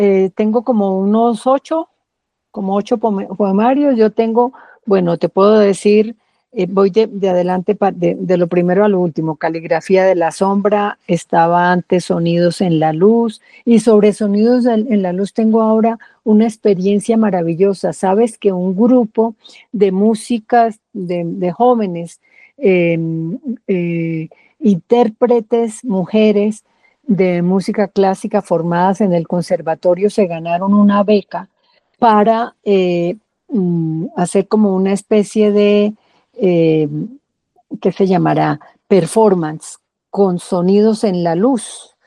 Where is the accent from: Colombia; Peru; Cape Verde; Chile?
Colombia; Ibagué, Tolima; ese referente que tiene que ver con mi infancia en el Tolima, mi infancia y mi adolescencia en el Tolima, los miedos, en Ibagué.